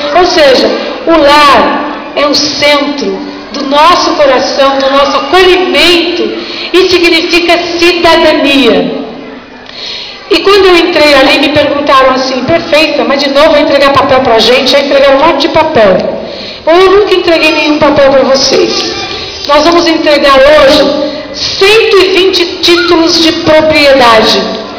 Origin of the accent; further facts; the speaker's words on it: Cubatão, São Paulo, Brazil; eu nasci Cubatão, sou filha de cubatenses, neta de cubatenses, bisneta de cubatenses, tataraneta de cubatenses. Minhas raízes aqui são profundas, eu amo essa cidade